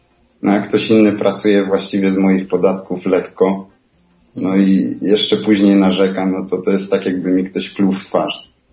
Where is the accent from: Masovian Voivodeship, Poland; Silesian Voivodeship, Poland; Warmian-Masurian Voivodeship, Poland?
Silesian Voivodeship, Poland; bo ja pochodzę ze Śląska, z mojego miasta i tutaj właśnie jest dosyć dużo górników